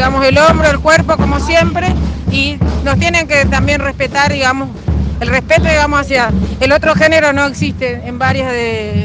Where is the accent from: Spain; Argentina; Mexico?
Argentina; Florencio Varela, Buenos Aires Province; De Florencio Varela.